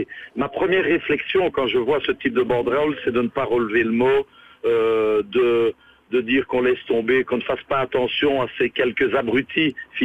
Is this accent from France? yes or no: no; Liège, Wallonia, Belgium; en tant que liégeois et fier de l'être, et surtout fier justement de cette ville et de cette magnifique province